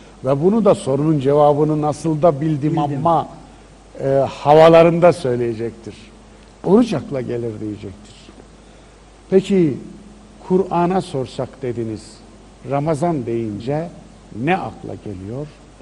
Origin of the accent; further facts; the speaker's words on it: Kayseri, Turkey; Veya Mardin'in sokaklarında değil de benim memleketim Kayseri'nin sokaklarında.